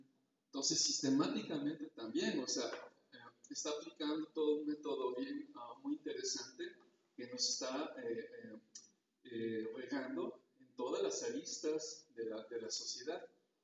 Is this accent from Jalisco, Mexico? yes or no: no; Coatepec, Veracruz, Mexico; vengo de Coatepec, un pueblo cerca de Jalapa, trabajo en la Universidad de Veracruzana.